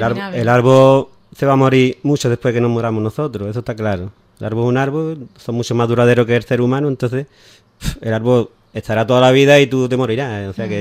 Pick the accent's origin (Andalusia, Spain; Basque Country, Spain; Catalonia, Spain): Andalusia, Spain; Ubrique; nosotros aparte somos tres aquí de Ubrique